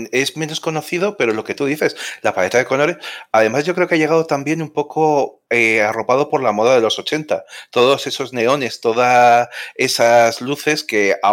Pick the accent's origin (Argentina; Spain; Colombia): Spain; pero también soy español. Es decir, que puede que haya un poco de orgullo patrio de ese juego